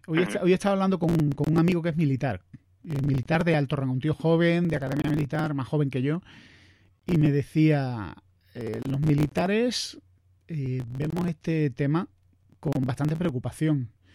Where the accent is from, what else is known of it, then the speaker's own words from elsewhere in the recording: Andalusia, Spain; Tengo amigos gallegos y yo encima soy andaluz, que es como dentro del espectro español.